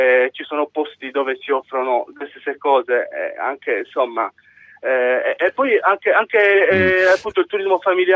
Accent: Olbia, Sardinia, Italy; now in Cagliari, Italy; sono di Olbia, mi sono trasferito da giugno a Cagliari, dove risiedo

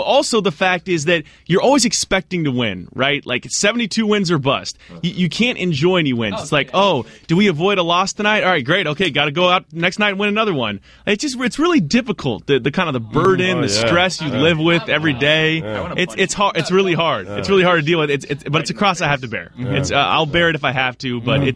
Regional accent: Fresno, California, United States; I was raised in Fresno, California. I've been a Warriors fan my whole life since they've been terrible.

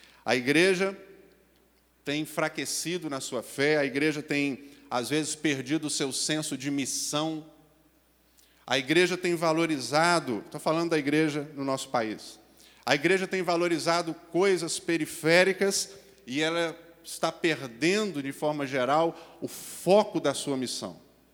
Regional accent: Brazil; porque nós somos brasileiros.

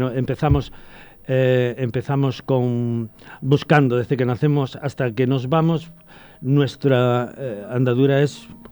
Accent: Talarrubias, Extremadura, Spain; now in Talavera de la Reina, Spain; Residente en Talavera desde el 86, pero yo soy de Extremadura, concretamente de Talarrubias, de la provincia de Badajoz.

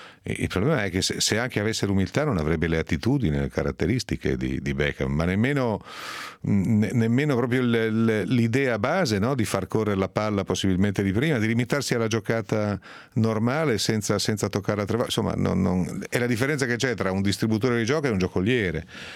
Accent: Piedmont, Italy; esagerumalen, si dice dalle mie parti in Piemonte.

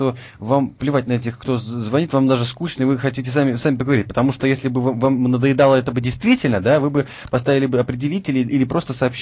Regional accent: Latvia; Я сам из Латвии, страна Латвия.

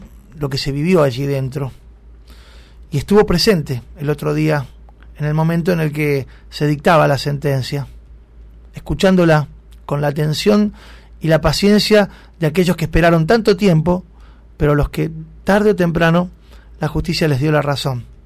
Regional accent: Argentina; nos ha dejado satisfechos a todos como ciudadanos argentinos

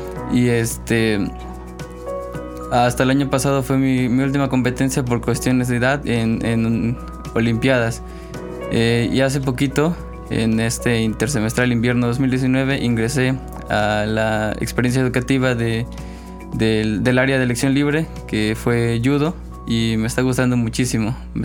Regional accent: Cardel, Veracruz, Mexico; now in Xalapa, Mexico; yo aquí en Xalapa soy foráneo, vengo de la ciudad de Cardel. Aquí vivo con otros dos compañeros con discapacidad visual.

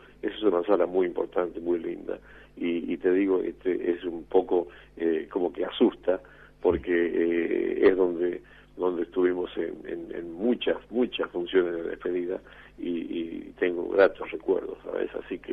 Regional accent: Cafayate, Salta, Argentina; also born or lived in Metán; Yo sí, nací en Cafayate, después viví en Metán, pero sí, siempre en la provincia de Salta

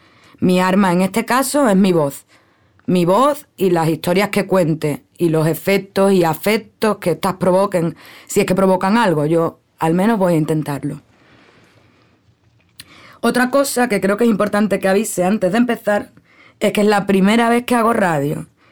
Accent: Cádiz, Andalusia, Spain; now in Cuba; Soy andaluza, de Cádiz, Cádiz. Vivo en Cuba, bueno, en realidad vivo en una escuela internacional en Cuba donde vive gente de todo el mundo.

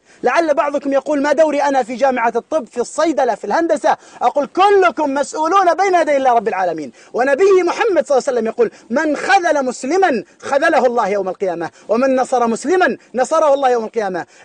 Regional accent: Mecca, Makkah Province, Saudi Arabia; now in Syria; أنا من السعودية من مكة، ولكن هؤلاء أهلي، تركت أهلي ومالي إلى هنا لأدافع عن هؤلاء

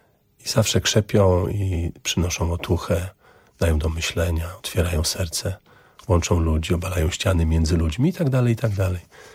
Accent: Augustów, Podlaskie Voivodeship, Poland; taką podróż samochodem z Warszawy do Augustowa, do mojego rodzinnego miasta, do moich rodziców

